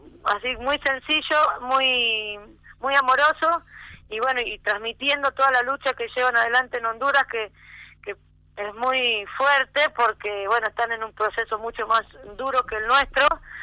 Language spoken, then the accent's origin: Spanish; Santa María, Catamarca, Argentina; yo soy de Santa María, Catamarca, de la Asamblea de Yocabil.